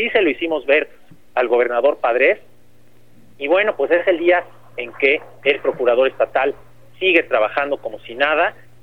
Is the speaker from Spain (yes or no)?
no; Mexico; la necesidad que tenemos como mexicanas y como mexicanos de proteger a nuestros defensores de derechos humanos